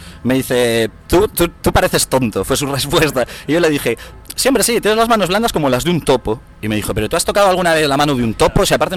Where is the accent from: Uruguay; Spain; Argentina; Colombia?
Spain; Vigo, Galicia; moved away as an adult; now in Barcelona, Spain; tengo 28 años, vengo de Vigo, llevo ya, este es el séptimo año que estoy aquí en Barcelona